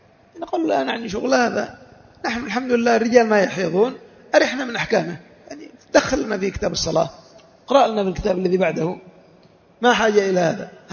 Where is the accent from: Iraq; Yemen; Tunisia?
Yemen; عندنا في اليمن